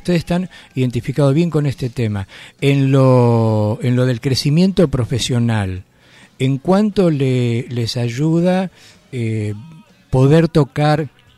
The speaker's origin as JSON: {"language": "Spanish", "country": "Argentina", "said": "nosotros somos argentinos, ¿no?"}